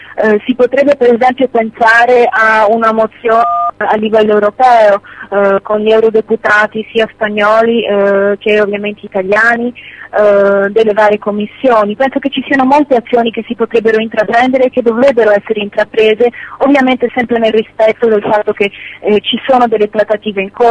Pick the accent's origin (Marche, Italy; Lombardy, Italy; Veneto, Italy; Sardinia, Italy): Sardinia, Italy; devo dire che come sarda sono molto commossa